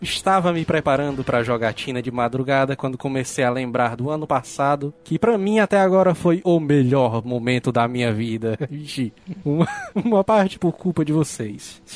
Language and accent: Portuguese; Northeast Region, Brazil; pois sou nordestino.